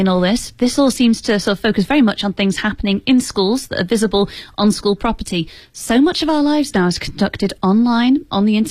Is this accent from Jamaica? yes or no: no; England, United Kingdom; I guess it's like an English person saying, because I'm English, does that make me an expert in English literature?